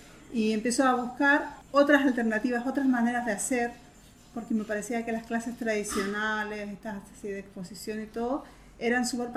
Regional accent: Concepción, Biobío, Chile; en Concepción, que es en mi ciudad natal

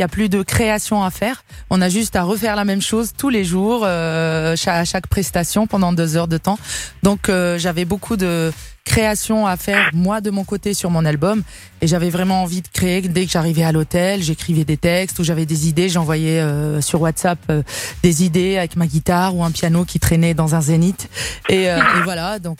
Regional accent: Canada; Parce que comme je suis canadienne, en Amérique du Nord

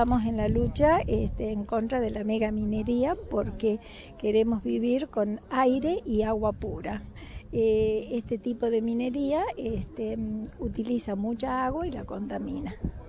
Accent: La Rioja, Argentina; Yo vivo en la Rioja capital desde pequeña, o sea, soy riojana por adopción.

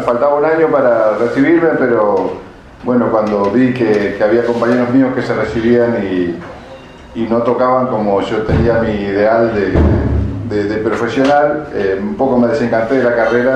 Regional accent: Coronel Brandsen, Buenos Aires Province, Argentina; born there; Nací en Buenos Aires, en la provincia de Buenos Aires, en un pueblo que se llama Coronel Brands.

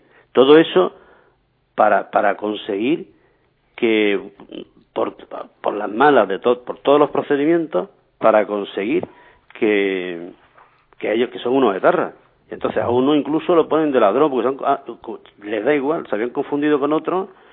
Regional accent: Alhama de Granada, Andalusia, Spain; Pues, y eso era mi pueblo, yo soy de Alhama de Granada.

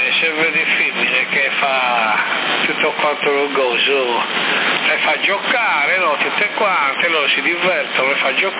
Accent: Sassari, Sardinia, Italy; Negativo. Sono di Sassari, non di Bosa.

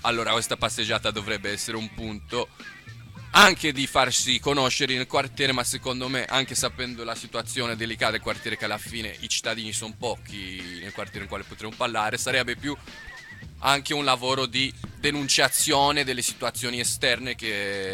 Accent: Florence, Tuscany, Italy; Un quartiere dove non trovi nessun senso come fiorentino o come persona che si vive Firenze di starci

